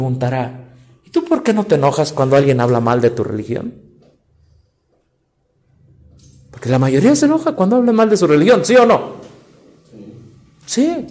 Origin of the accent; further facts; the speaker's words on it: Hidalgo, Mexico; Yo vengo del estado de Hidalgo.